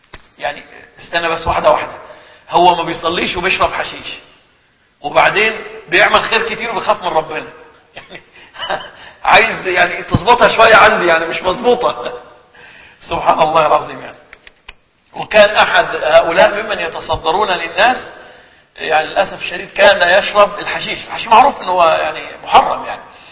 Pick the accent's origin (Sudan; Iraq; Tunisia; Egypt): Egypt; عندنا في مصر يقولوا عليه درويش مكذوب